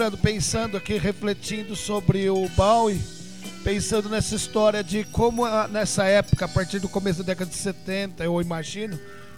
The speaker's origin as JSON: {"language": "Portuguese", "country": "Brazil", "said": "entram para nós que somos brasileiros"}